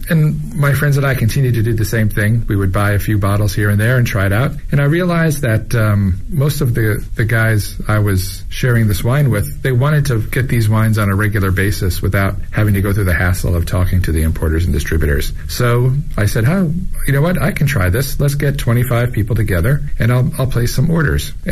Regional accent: New York, United States; now in China; I am from New York originally, and I've been in Asia for 25 years

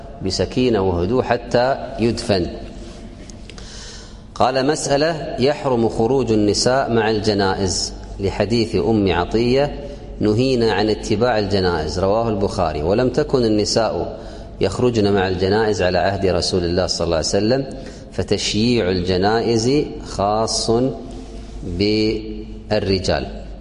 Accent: Kuwait; الآن عندنا في الكويت يسمونه الشاهد

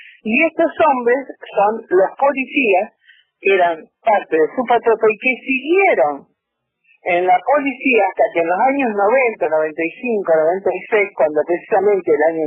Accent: Rosario, Santa Fe, Argentina; yo soy rosarina, yo fui presidenta nacional durante los 4 años del gobierno de Macri y ahora soy vicepresidenta nacional, pero vivo en Rosario.

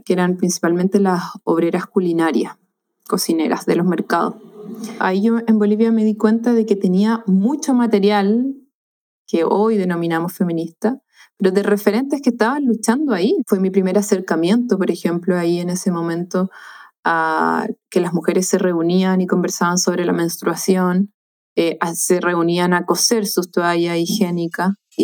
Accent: Valparaíso, Chile; born there; Vivo en el campo, me he movido siempre en valles, donde yo nací, en el Valle del Marga Marga, y ahora estoy acá. Tengo un hijo de casi 11 años.

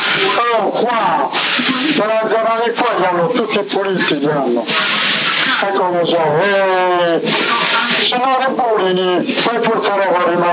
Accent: Bologna, Emilia-Romagna, Italy; Sì, per forza, sono di Bologna, sono senza cresciuto

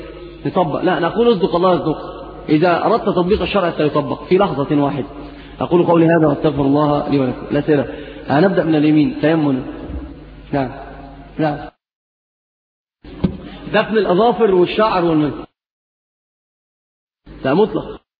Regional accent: Egypt; اللي هي عندنا في مصر بيقولوا البيع المحروق

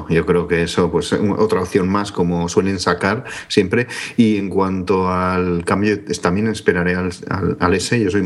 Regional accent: Bilbao, Basque Country, Spain; Yo, como soy de Bilbao

